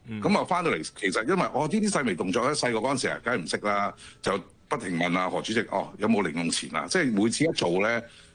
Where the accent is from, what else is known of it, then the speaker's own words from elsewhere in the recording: Guangdong, China; 我哋廣東人係嘛，要飲湯噶嘛。